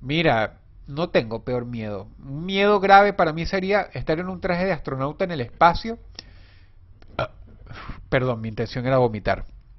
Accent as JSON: {"language": "Spanish", "town": "Caracas", "region": "Capital District", "country": "Venezuela", "tie": "born or raised there", "moved": "as an adult", "said": "yo era de Caracas. Yo nací en Caracas y hasta los 25 años viví en la urbanización Miranda. Final Avenida del Centro Urbanización Miranda, Caracas, Venezuela."}